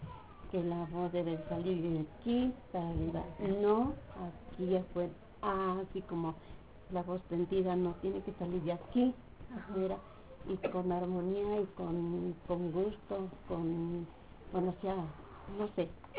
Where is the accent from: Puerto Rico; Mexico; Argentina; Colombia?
Mexico; Puebla; De hecho salíamos ya afuera, que yo soy de Puebla.